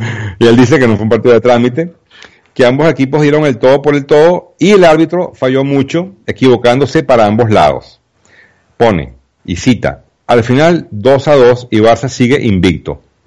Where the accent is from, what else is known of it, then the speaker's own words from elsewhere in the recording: Venezuela; muy para nosotros los venezolanos. Bueno, muy a mi pesar, pues, como en venezolano